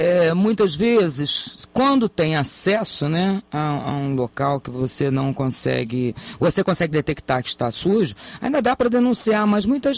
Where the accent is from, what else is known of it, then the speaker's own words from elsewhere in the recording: Niterói, Rio de Janeiro, Brazil; particularmente, eu sou de Niterói, posso até falar um pouquinho melhor.